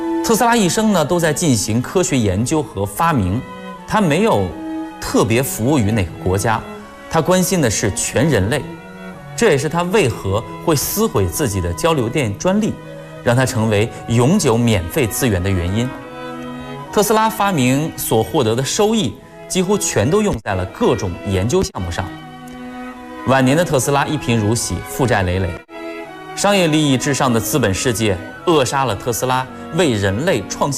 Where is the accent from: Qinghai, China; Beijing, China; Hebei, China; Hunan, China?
Beijing, China; Daxing District; 来自大兴区的金牌阅读推广人候选人。